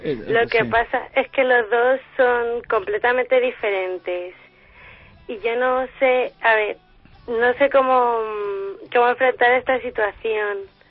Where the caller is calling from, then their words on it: Madrid, Community of Madrid, Spain; De Madrid.